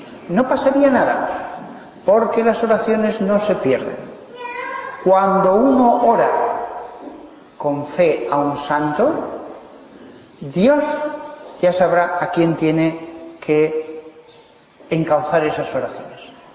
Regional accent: Aragon, Spain; patrono de Aragón, de donde yo soy

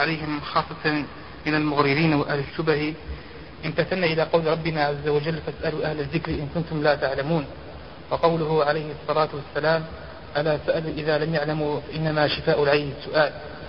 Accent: Algeria; شاع عندنا في الجزائر

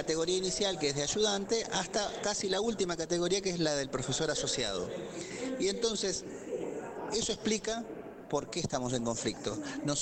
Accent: Santa Fe, Argentina; Yo soy de Santa Fe.

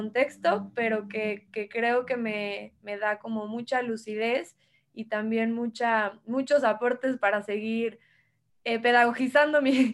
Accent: Puebla, Mexico; now in San Cristóbal de las Casas, Mexico; hoy les hablo desde San Cristóbal de las Casas, desde Chiapas, pero yo soy de Puebla, nací y crecí en Puebla, que Puebla es un estado que está muy cerca de la Ciudad de México, y crecí en la ciudad, en el ámbito urbano

